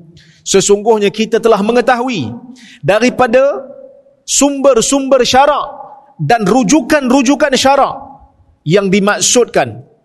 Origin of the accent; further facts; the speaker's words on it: Perak, Malaysia; Saya pun orang luar. Saya orang Perak.